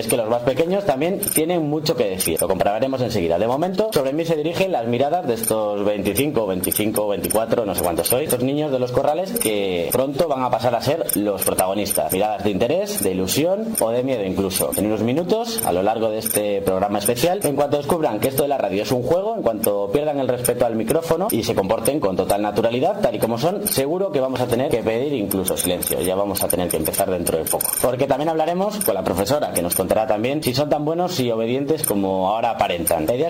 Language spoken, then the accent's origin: Spanish; San Felices, Cantabria, Spain; nos encontramos en los corrales de Buelna, cerca de mi pueblo. Yo soy de San Felices, además.